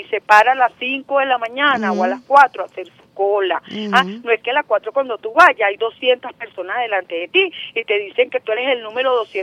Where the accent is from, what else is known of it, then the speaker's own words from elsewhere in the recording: Venezuela; así somos los venezolanos.